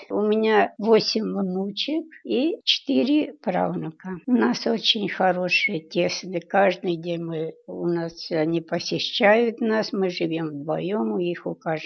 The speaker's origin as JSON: {"language": "Russian", "town": "Rosokhovatka", "region": "Kyiv Oblast", "country": "Ukraine", "tie": "born or raised there", "moved": "yes", "said": "Я родилась в Киевской области, в село Росоховатка. Жила я там, в общем, до 41-го года."}